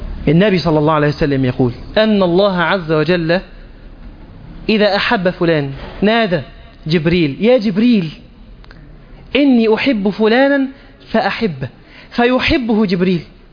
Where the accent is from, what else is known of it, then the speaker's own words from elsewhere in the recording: Egypt; حتى عندنا في مصر الأمر مبالغ فيه